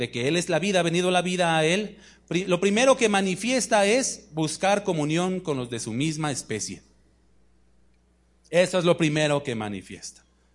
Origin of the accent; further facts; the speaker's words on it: Mexico City, Mexico; Yo vengo de la Ciudad de México. Allá los trayectos son cortos en distancia, pero son largos en tiempo por el tráfico